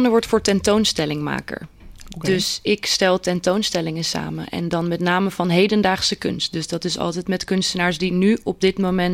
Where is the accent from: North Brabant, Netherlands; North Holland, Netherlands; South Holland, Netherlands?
South Holland, Netherlands; Delft; ik kom oorspronkelijk uit Delft, geboren en getogen Delftenaar.